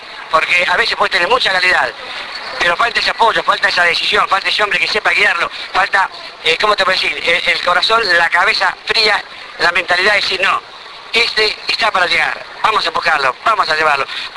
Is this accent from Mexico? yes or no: no; Argentina; es un lujo para nosotros como argentinos